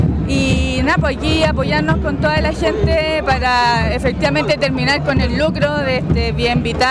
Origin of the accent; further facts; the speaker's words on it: Molina, Maule, Chile; vengo de Molina, del Consejo Ecológico de Molina.